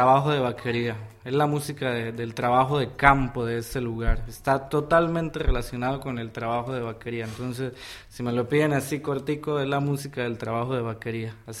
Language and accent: Spanish; Maní, Casanare, Colombia; en mi pueblo sucede que es un lugar muy musical. Entonces la gente está acostumbrada a que los chicos y las chicas desde pequeño empiecen con la música, y en especial en Maní con la bandola llanera.